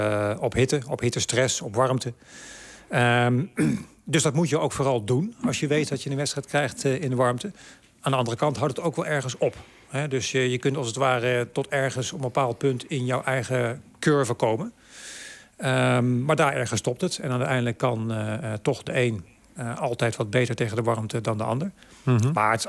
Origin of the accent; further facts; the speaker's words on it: Nijmegen, Gelderland, Netherlands; born there; Ja, geboren in Nijmegen. Nooit gewoond overigens, maar...